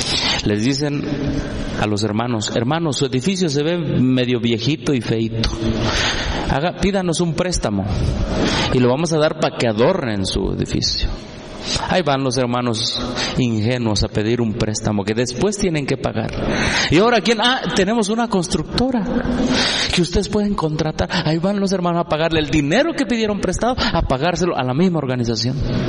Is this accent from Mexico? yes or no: yes; Mexico; Yo como mexicano protesto porque soy protestante y creo en la verdadera libertad religiosa.